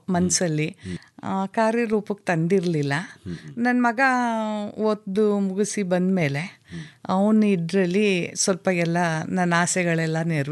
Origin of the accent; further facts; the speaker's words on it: Chamarajanagar, Karnataka, India; ನನ್ನ ಹುಟ್ಟೂರು ಚಾಮರಾಜನಗರ.